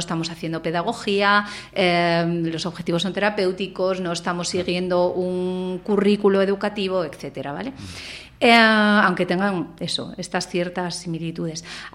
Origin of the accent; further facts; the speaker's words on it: Gijón, Asturias, Spain; yo, por la vida, pues yo me volví a Gijón, que es de donde yo soy